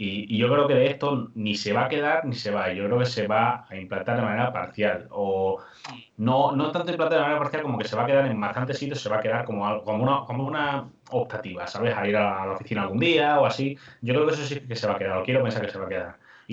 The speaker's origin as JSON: {"language": "Spanish", "region": "Extremadura", "country": "Spain", "said": "porque me quiero ir a mi pueblo, ya está, me voy a Extremadura"}